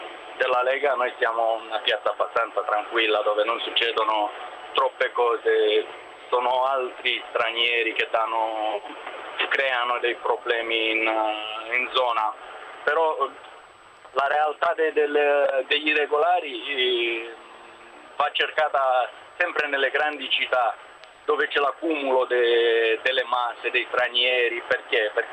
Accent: Romania; now in Bergamo, Italy; come romeno adesso è difficile essere irregolare, perché essendo comunitario

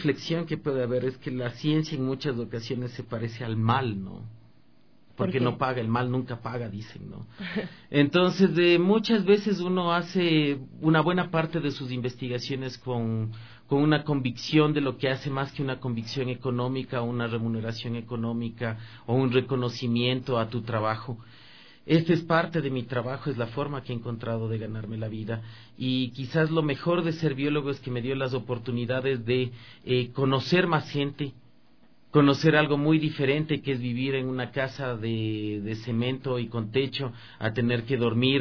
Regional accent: Ecuador; Como ecuatorianos, si nosotros queremos empoderarnos de esta gran potencialidad que tenemos

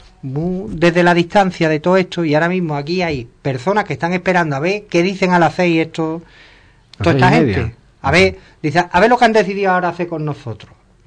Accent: Ubrique, Andalusia, Spain; te voy a poner Ubrique porque es mi pueblo

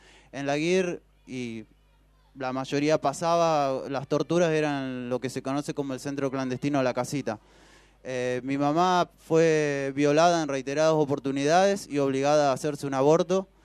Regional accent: Rafaela, Santa Fe, Argentina; nosotros somos de Rafaela

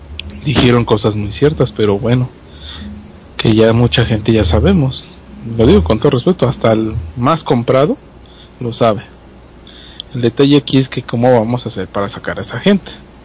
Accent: Mexico; los rezagos que tenemos como pueblo mexicano son demasiados

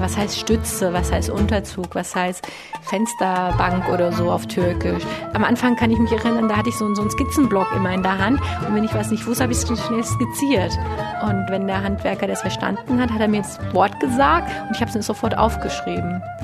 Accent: Germany; now in Turkey; Ja, also ich kriege immer gesagt, ja, ach, Sie haben aber einen Akzent, wo kommen Sie denn her? Und wenn ich dann sage, ich komme aus Deutschland

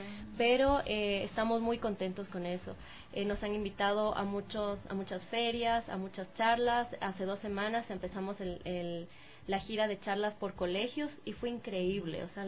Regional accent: Ecuador; Porque yo decía, ¿será que funciona acá en mi país? Porque, no sé, somos una sociedad muy cerrada en muchas ocasiones. Pero lo hice, vino el equipo de Chile acá, al Ecuador

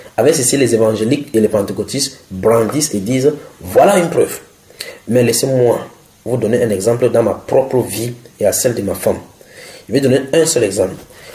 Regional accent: Cameroon; puisque je suis Camerounais, prend le cas de mon président

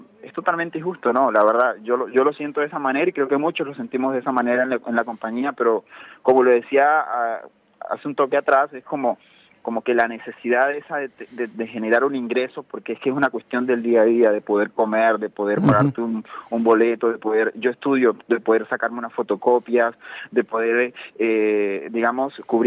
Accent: Colombia; now in Argentina; Yo soy de Colombia.

